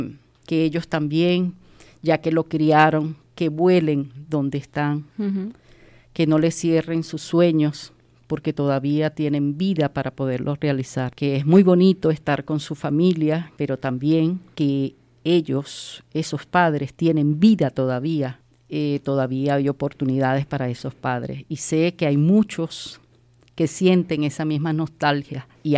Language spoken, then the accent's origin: Spanish; Venezuela; moved away; Yo vengo de Venezuela.